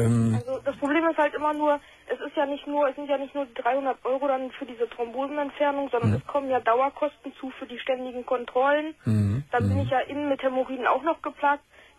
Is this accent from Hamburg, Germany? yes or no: no; Lower Saxony, Germany; Ich komme aus der Nähe von Hannover.